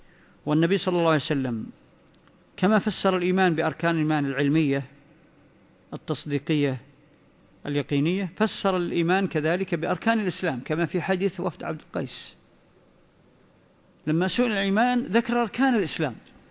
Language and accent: Arabic; Saudi Arabia; ربما أنتم ما حدثت عندكم مثل الظواهر اللي بدأت تظهر عندنا في السعودية